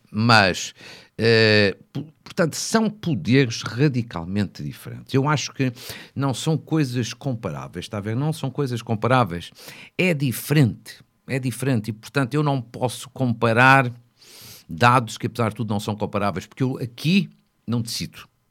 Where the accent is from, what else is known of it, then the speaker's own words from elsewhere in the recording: Fafe, Norte, Portugal; na Câmara da minha terra, que é FAF